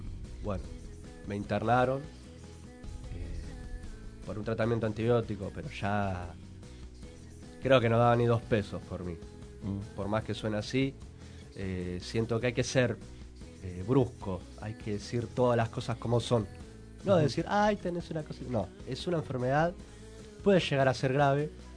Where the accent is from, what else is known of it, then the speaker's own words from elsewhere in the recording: Paso del Rey, Buenos Aires Province, Argentina; Recorrer el barrio, otra vez yo soy de Paso del Rey, para quienes no saben.